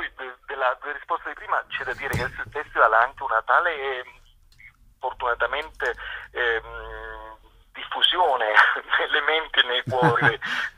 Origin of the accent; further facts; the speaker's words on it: Calabria, Italy; con un'esigenza proprio nostra da calabresi